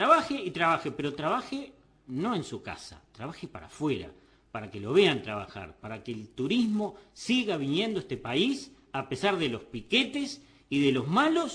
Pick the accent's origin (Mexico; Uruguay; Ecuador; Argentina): Uruguay; me duele decirlo porque yo también soy uruguayo